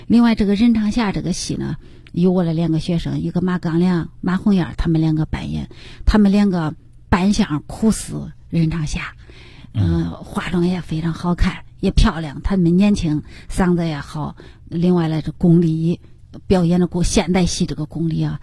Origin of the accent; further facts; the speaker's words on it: Henan, China; 展现我们河南人的形象，河南人的风采